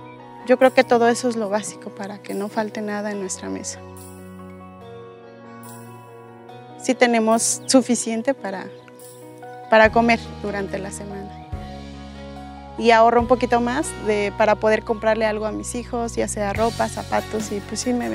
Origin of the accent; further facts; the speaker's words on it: Santiago Mixclán, Mexico; soy de Santiago Mixclán, barrio Cuarto.